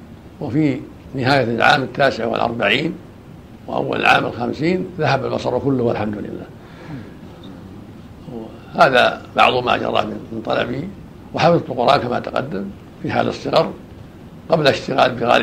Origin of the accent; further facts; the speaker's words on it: Riyadh, Riyadh Province, Saudi Arabia; ودرست العلم وأنا صغير في الرياض على مشايخ عدة، منهم شيخنا قاضي الرياض صالح بن عبد العزيز آل الشيخ رحمه الله، وكان بجوار بيتنا يصلي بالمسجد الذي حولنا